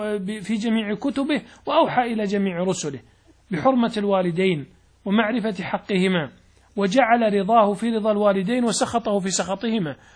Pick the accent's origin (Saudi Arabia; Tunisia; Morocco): Saudi Arabia; لأن العادات عندنا في السعودية مثلا تختلف عن عندكم في المغرب، عن مصر، عن الشام